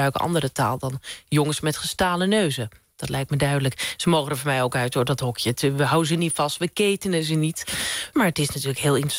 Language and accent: Dutch; Krommenie, North Holland, Netherlands; Krommeny. Ik kom uit de Zaanstreek en dat is een arbeidersstreek. Veel fabrieksarbeiders. Er is een grote fabrieksindustrie altijd geweest.